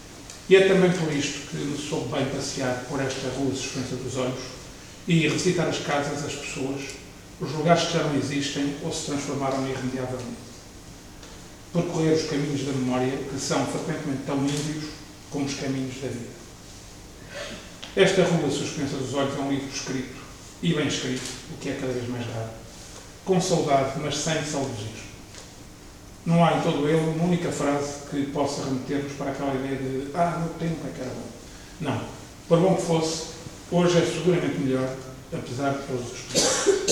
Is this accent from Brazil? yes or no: no; Ílhavo, Aveiro, Portugal; Na minha infância, tal como no Zé António, Ilha era uma vila, ainda essencialmente ligada ao mar e à pesca longínqua da Terra Nova